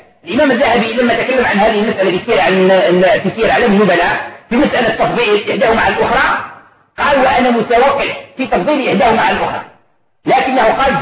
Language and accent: Arabic; Algeria; طبق معروف عندنا في الجزائر وفي غير الجزائر